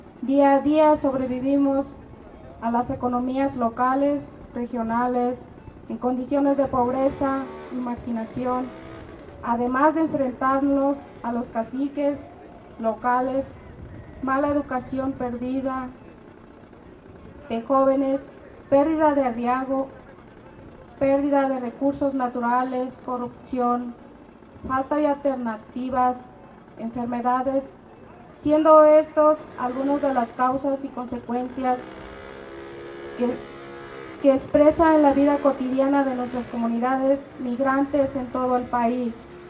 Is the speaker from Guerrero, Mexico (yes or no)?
yes; Guerrero, Mexico; Yo vengo del estado de Guerrero, Tierra Caliente.